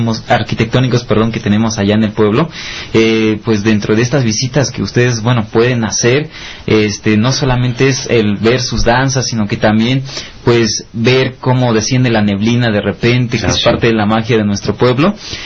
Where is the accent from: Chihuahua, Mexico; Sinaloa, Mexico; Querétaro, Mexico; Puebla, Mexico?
Puebla, Mexico; Cuetzalan; vengo de esta comunidad de San Andrés Chicuilán, perteneciente exactamente a nuestro hermoso pueblo mágico de Cuetzalan.